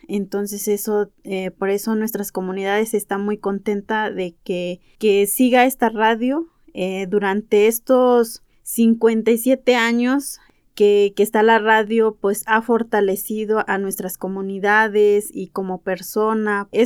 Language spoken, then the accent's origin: Spanish; Ayotuxtla, Hidalgo, Mexico; Yo soy de la comunidad de Ayotuxtla y soy otomí. Vengo del municipio de Tezcatepec.